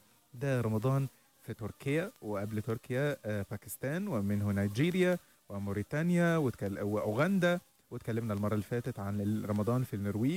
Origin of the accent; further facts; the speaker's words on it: Egypt; يعني المناسبات السعيدة عندنا في مصر نجوز في العيد